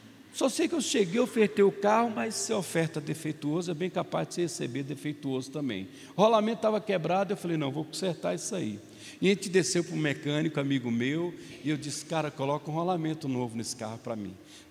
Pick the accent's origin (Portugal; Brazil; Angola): Brazil; Minas Gerais; Não estou falando mal de vocês, estou falando mal de mim, eu sou mineiro.